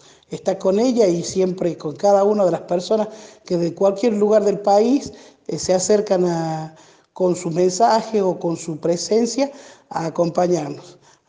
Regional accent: Catamarca, Argentina; el sábado 22 de junio mi pueblo cumple 500 caminatas alrededor de nuestra plaza principal con el motivo de defender a nuestros cerros

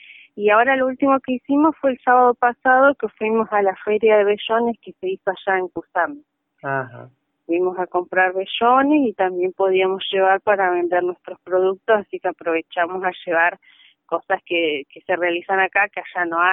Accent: El Hoyo, Chubut, Argentina; No, somos todas del Hoyo.

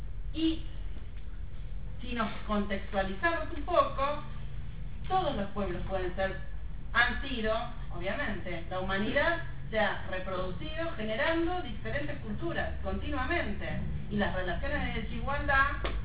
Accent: Argentina; Así como nosotros somos argentinos, ¿sí?

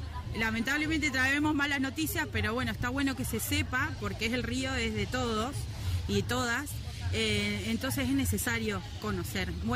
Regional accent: Río Gallegos, Santa Cruz, Argentina; soy de Santa Cruz, de Río Gallegos

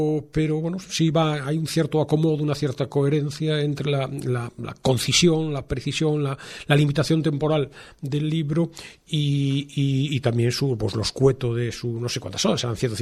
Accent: Vigo, Galicia, Spain; yo soy de Vigo y me recuerdo eso, la piel salada

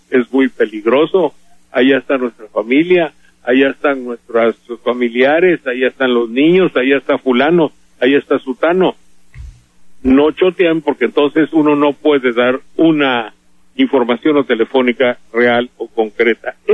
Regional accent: Veracruz, Mexico; somos muchos los veracruzanos que tenemos familia allá.

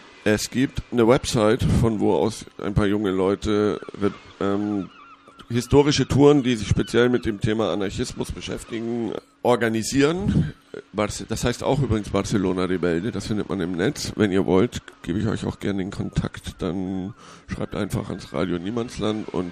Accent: Hamburg, Germany; Es gab aus meiner Heimatstadt Hamburg

